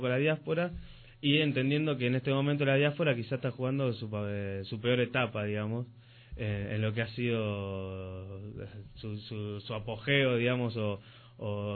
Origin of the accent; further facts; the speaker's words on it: Rosario, Santa Fe, Argentina; moved away; en mi caso, que soy nacido en Rosario, de Santa Fe, Argentina, que pertenezco a la Euskalechea de Rosario, se llama Zaspiralbat, y donde toda mi vida he sido, por herencia familiar, parte de esa Euskalechea.